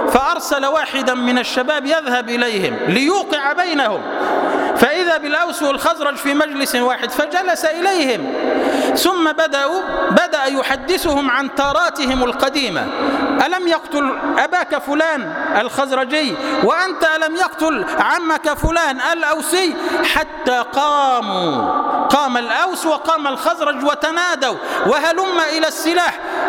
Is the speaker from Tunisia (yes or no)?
no; Egypt; اللهم اجعل بلدنا مصر سلما سلاما، أمنا أمانا